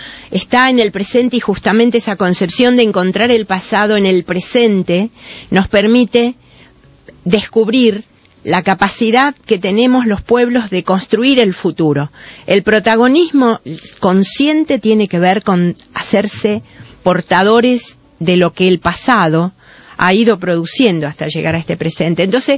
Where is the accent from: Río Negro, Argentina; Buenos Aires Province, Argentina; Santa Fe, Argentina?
Santa Fe, Argentina; Rosario; Yo soy de Rosario, les aclaro, ¿no?